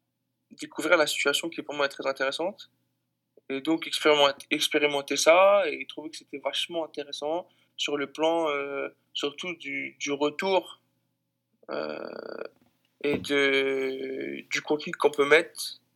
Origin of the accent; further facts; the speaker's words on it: France; Mais quand je viens de France, tu sais pas réellement ce que c'est.